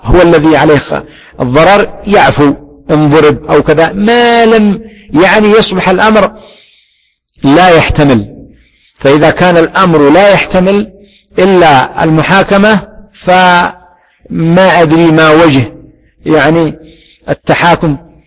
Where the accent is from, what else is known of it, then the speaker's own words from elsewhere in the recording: Yemen; وهذا حاصل عندنا في اليمن، ونحن الحمد لله بلد وعندنا بلد إسلامي